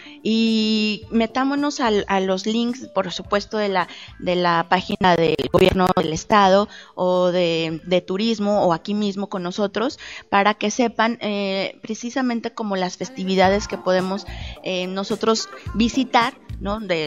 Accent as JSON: {"language": "Spanish", "region": "Guanajuato", "country": "Mexico", "said": "primero que nada, primero soy guanajuatense, soy mujer, soy persona, ¿no?"}